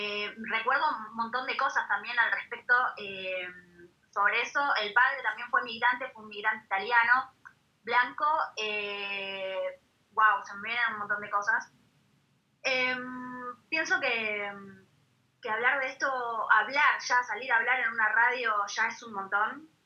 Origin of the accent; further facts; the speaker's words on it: Jujuy, Argentina; born there; Yo nací en Jujuy, mi abuela era boliviana.